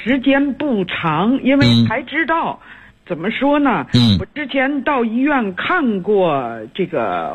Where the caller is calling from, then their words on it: Tianjin, China; 我是天津的这个学员。